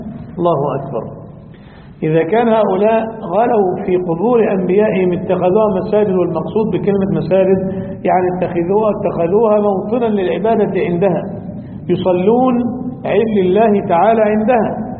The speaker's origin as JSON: {"language": "Arabic", "country": "Egypt", "said": "له قبر عظيم المزار عندنا في مصر"}